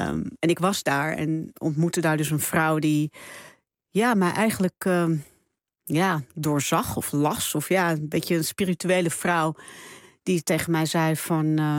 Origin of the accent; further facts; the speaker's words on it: Netherlands; also born or lived in Suriname; Ik woonde toen in Suriname. En ik had er altijd ook wel in mijn... Toen ik opgroeide in Nederland...